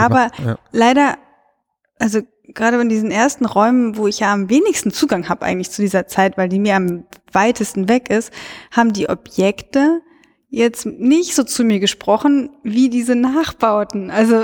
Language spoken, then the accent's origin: German; Cologne, North Rhine-Westphalia, Germany; Ja, aber, das Witzige fand ich, also ich komme ja aus Köln und wir haben auch ein stadtgeschichtliches Museum und so.